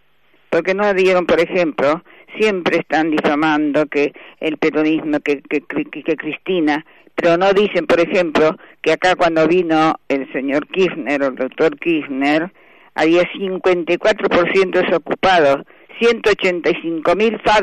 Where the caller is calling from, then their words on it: Recoleta, Buenos Aires, Argentina; de Recoleta.